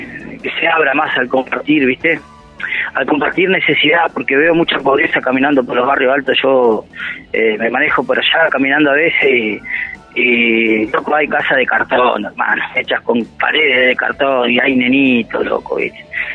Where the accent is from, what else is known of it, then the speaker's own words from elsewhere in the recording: Bariloche, Río Negro, Argentina; soy nativo de Bariloche